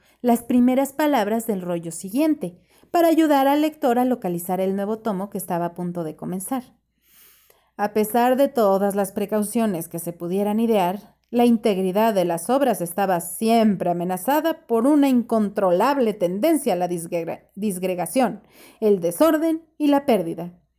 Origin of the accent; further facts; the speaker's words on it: Mexico City, Mexico; also born or lived in Yucatán; yo como mexicana, cuando conozco un español o como chilanga, que es de la Ciudad de México, que conozco a un yucateco, yo vivía en Yucatán un tiempo